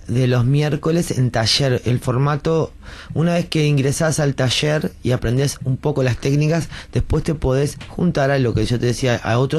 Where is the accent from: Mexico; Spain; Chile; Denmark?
Denmark; now in Uruguay; Yo porque soy danés, ¿viste?